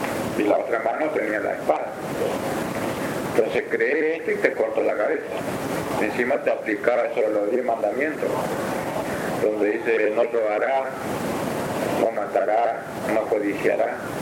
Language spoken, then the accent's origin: Spanish; Argentina; Pero yo estando acá en cualquier punto de Argentina tengo derecho a ir, porque es mi tierra.